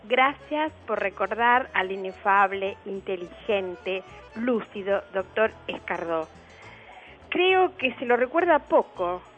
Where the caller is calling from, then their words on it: Buenos Aires, Argentina; de Parque Chacabuco.